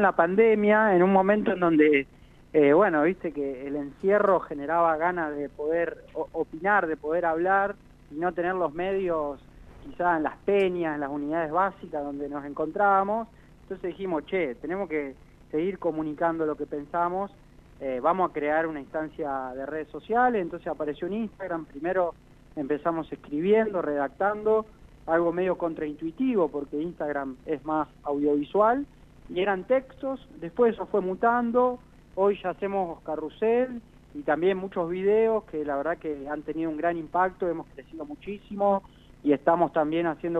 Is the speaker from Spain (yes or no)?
no; Humboldt, Santa Fe, Argentina; born there; Yo tengo 27 años y nací en Humboldt, un pequeño pueblito de la provincia de Santa Fe. Luego me fui a estudiar y actualmente estoy viviendo en Rosario.